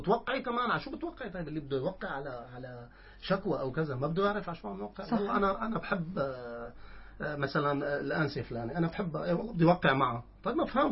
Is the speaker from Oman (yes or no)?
no; Syria; مواضيع الرياضة بشكل عام عندنا بسوريا هي هي